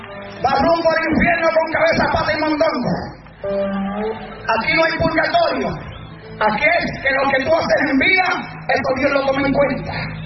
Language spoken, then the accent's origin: Spanish; Puerto Rico; Digo, si yo soy puertorriqueño, escúchame si ya soy malo aquí.